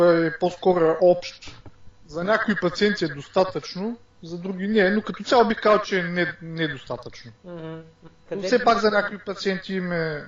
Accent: Varna, Varna Province, Bulgaria; От Варна съм.

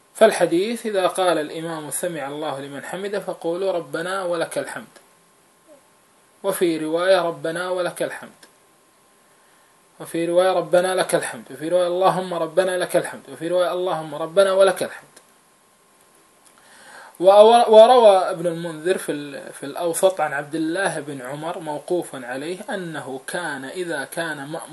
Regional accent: Kuwait; نحن أيضا عندنا في الكويت

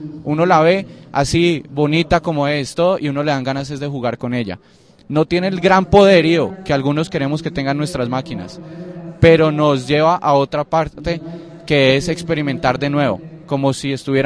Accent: Cali, Valle del Cauca, Colombia; now in Bogotá, Colombia; yo vivo aquí en Bogotá y soy de Cali.

